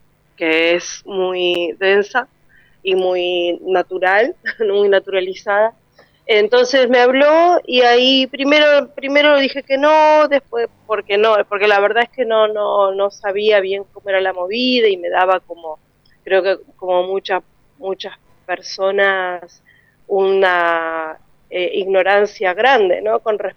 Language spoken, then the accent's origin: Spanish; Comodoro Rivadavia, Chubut, Argentina; yo, como te decía, vengo del sur y vengo de la ciudad de Comodoro Rivadavia